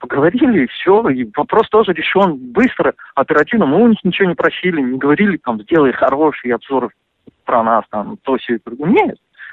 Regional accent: Russia; first language Russian; Мой родной язык — это русский язык.

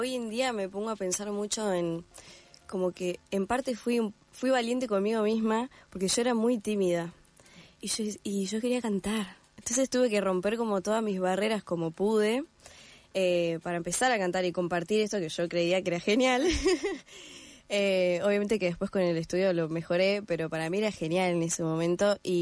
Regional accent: Gualeguaychú, Entre Ríos, Argentina; yo soy de Entre Ríos, de Gualeguaychú, y no hay profesores de violín acá.

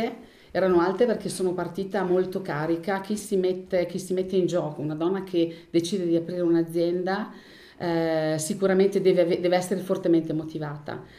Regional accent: Folgaria, Trentino-Alto Adige, Italy; ho 58 anni e sono di Folgaria

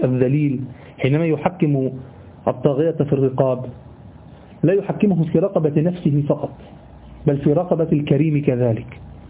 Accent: Egypt; في حاجة غريبة عندنا في مصر، دي حاجة غريبة يعني

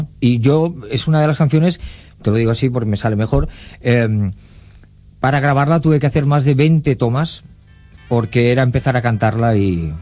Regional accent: Catalonia, Spain; Soc català i si paguen l'entrada els hi farem lloc.

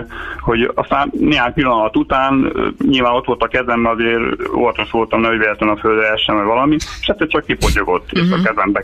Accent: Pécs, Baranya, Hungary; mert mi pécsiek vagyunk egyébként, elterveztük, hogy akkor nem Pécsre megyünk

